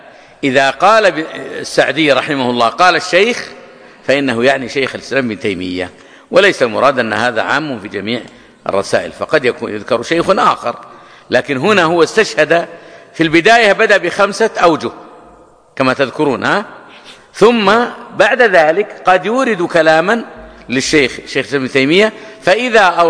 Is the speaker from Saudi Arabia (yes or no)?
yes; Hejaz, Saudi Arabia; أو يسمونه عندنا في الحجاز مضير أو نحو ذلك.